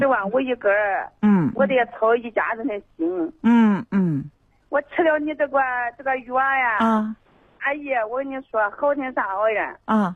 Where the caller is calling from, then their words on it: Nanyang, Henan, China; 我是南阳市的。